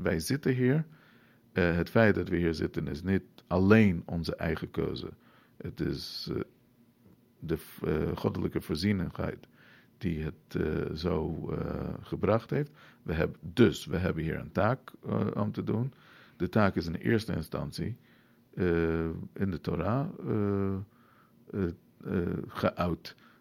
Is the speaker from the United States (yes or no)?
yes; New York, United States; Nou, ik moet eerlijk zeggen, ik ben in New York grootgebracht.